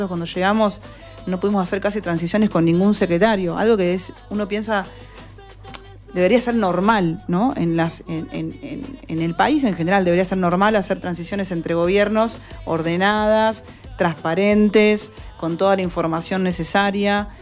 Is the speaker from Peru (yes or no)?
no; Quilmes, Buenos Aires Province, Argentina; nacida en Quilmes, nací en La Modelo.